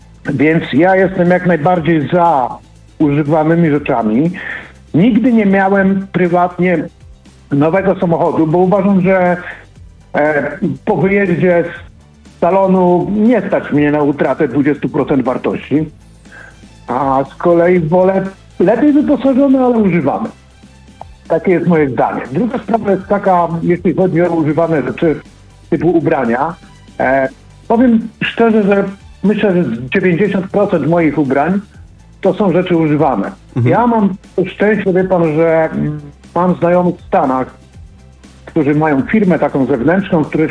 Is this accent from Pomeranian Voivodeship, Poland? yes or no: yes; Pomeranian Voivodeship, Poland; jestem z Trójmiasta.